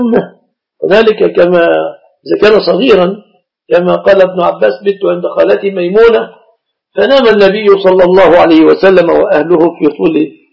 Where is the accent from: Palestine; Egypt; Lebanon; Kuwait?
Egypt; يعني عندنا في مصر أهل الإسلام الصداق في الغالب يكون متمثلا في الآتي